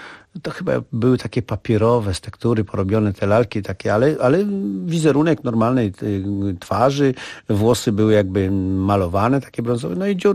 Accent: Warsaw, Masovian Voivodeship, Poland; Wychowałem się na Powiślu w fajnych warunkach

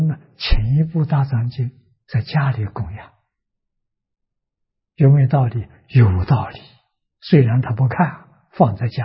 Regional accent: China; 我们中国人讲啊，气氛、氛围

